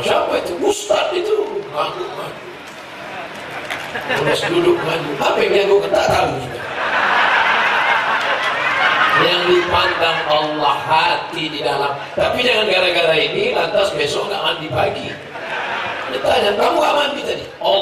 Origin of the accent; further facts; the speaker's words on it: Mecca, Makkah Province, Saudi Arabia; saya ini lahir di Makkah, besar di Makkah.